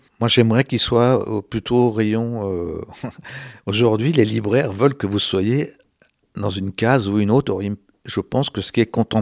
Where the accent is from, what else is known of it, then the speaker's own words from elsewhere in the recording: France; Je me suis intéressé au nucléaire, surtout en tant que Français.